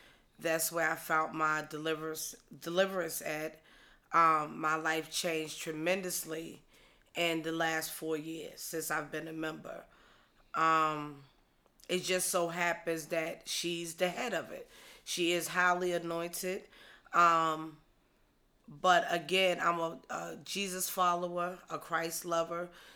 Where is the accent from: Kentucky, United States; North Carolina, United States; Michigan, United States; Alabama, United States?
North Carolina, United States; Like I said, I'm from North Carolina.